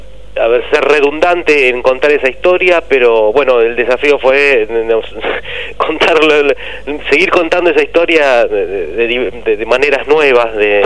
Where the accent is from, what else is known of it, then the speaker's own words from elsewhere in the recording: Argentina; nos dan una clarísima mirada de quiénes somos los argentinos.